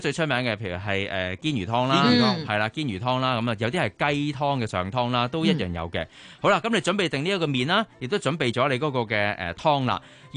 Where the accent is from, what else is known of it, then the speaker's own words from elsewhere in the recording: Fujian, China; 就係我哋福建人啊嘛